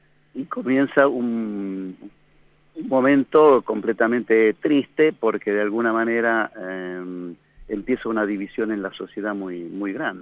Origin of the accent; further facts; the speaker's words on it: La Pampa, Argentina; born there; yo llegué a La Pampa en el año 45 porque nací en La Pampa.